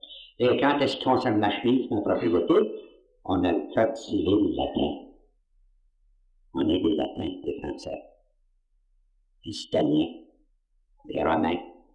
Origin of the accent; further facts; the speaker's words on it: Quebec, Canada; Moi je suis un Canadien.